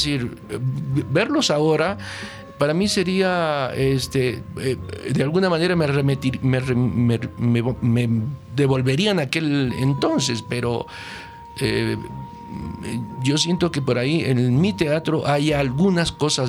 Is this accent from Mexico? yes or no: no; Argentina; Yo soy argentino.